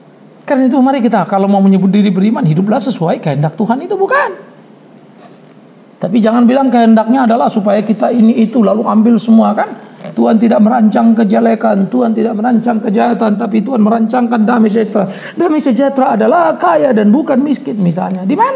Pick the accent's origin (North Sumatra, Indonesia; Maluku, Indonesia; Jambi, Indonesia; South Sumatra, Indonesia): North Sumatra, Indonesia; Pematangsiantar; Saya orang Siantar. Dari daerah saya banyak sekali senior-senior saya yang jadi jagoan-jagoan